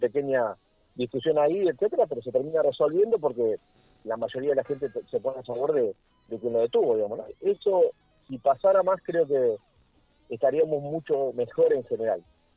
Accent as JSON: {"language": "Spanish", "country": "Argentina", "said": "Deberíamos alegrarnos como argentinos que tengamos menos fallecidos."}